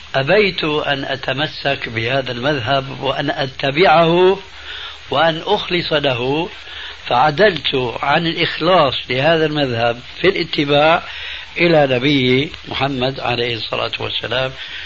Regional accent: Damascus, Damascus Governorate, Syria; فكما يقولون عندنا في دمشق الشام بساط أحمدي

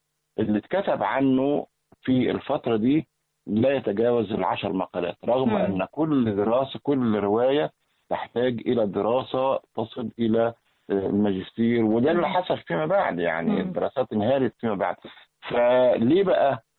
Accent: Egypt; احنا مصريين ولا عرب ولا فراعنة ولا احنا كل دول على بعض

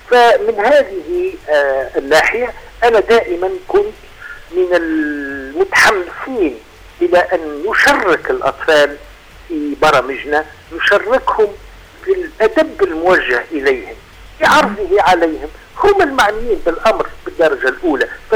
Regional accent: Tunisia; accent: Tunisian; لما أنا أعتز بتونس نعتز أيضا باللغة ونعتز باللهجة نفسها، لهجتي العامية اللي فيها كثير من الكلمات العربية، واللهجة الدارجة التونسية

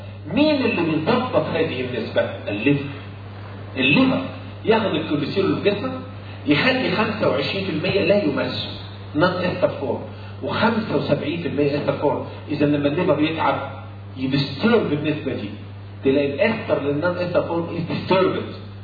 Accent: Egypt; انت اكلك وطريقه اكلنا كمصريين

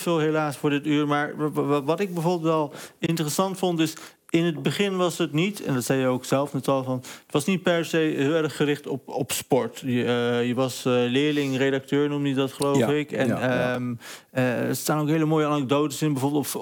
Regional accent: Overijssel, Netherlands; accent: Sallands; ik krijg nu nog soms te horen, zeker als ik een drankje op heb of ben moe... dat ik opeens Sallands ga praten.

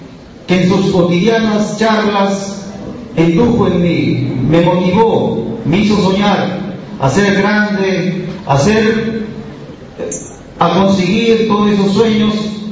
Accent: Peru; Yo soy peruano

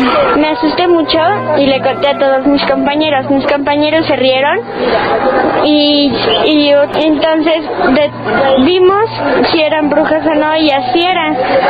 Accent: Mexico City, Mexico; Soy de México, del Distrito Federal.

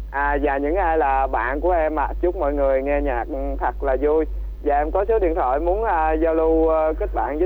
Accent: An Giang, Vietnam; em đến từ An Giang ạ chị ơi.

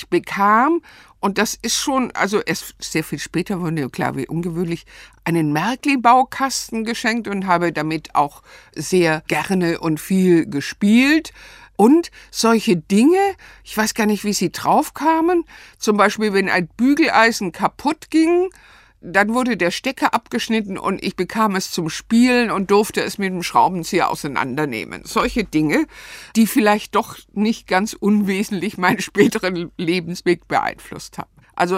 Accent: Stuttgart, Baden-Württemberg, Germany; also born or lived in Ludwigsburg; Ich bin in Ludwigsburg bei Stuttgart geboren, aber dort nicht aufgewachsen. Meine Eltern lebten in Stuttgart bei Cannstatt

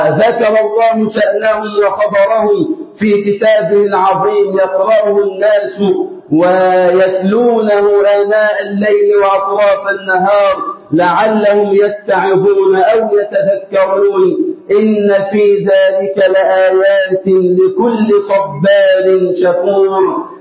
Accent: Egypt; اللهم اجعل بلدنا مصر أمنا أمانا وسائر بلاد

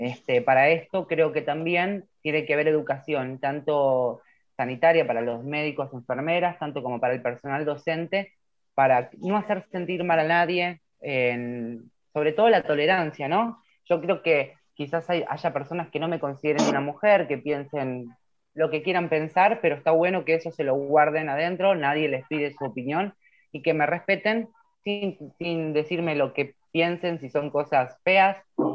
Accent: Ituzaingó, Buenos Aires Province, Argentina; fui la primera que lo hice acá en el municipio de Ituzaingó, porque yo soy de Ituzaingó

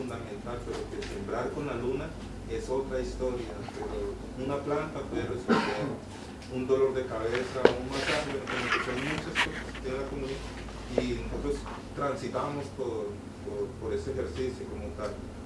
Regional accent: Cali, Valle del Cauca, Colombia; yo vengo de Cali, Colombia.

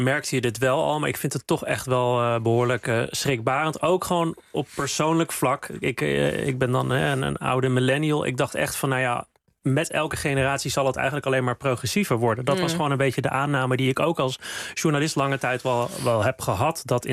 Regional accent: Amsterdam, North Holland, Netherlands; Ik kom zelf uit Amsterdam-West, dus de buurten Slotervaart en Osdorp, met een groot aandeel mensen met een migratieachtergrond. Mm-hmm. Dus ik weet ook, toen ik daar zelf opgroeide, voel ik me ook niet veilig om daar uit de kast te komen.

